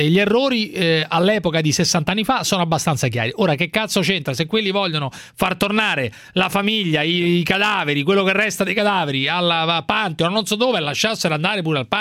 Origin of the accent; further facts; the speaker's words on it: Rome, Lazio, Italy; Io sono di Roma e non sono